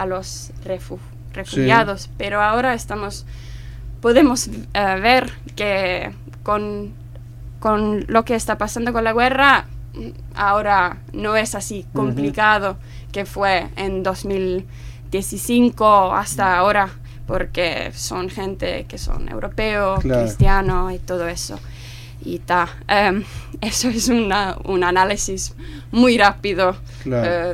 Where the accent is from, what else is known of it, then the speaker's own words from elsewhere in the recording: Helsinki, Uusimaa, Finland; Spanish is a second language; Sí, sí, uh-huh. sí. Como afuera del capital, pero sí. Ajá. Paso... la mayoría de mi vida al capital.